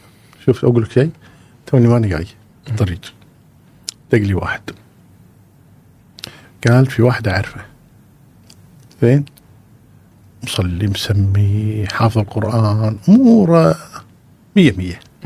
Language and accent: Arabic; Kuwait; أذكر مشكلة عندنا بالكويت